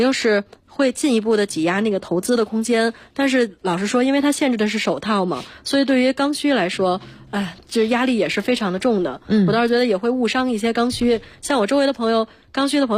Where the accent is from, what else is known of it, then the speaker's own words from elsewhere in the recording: Beijing, China; 因为我是北京人嘛，就是不需要租房